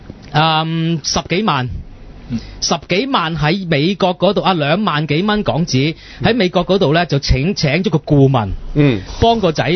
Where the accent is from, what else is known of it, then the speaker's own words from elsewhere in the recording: Hong Kong; 我哋香港人亦都要多謝波叔嘅